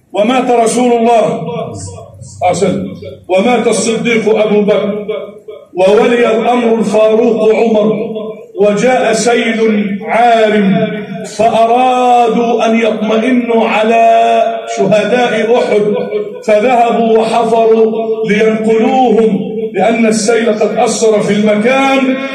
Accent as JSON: {"language": "Arabic", "country": "Egypt", "said": "اجعل بلدنا مصر أمنا أمانا، سخاء رخاء"}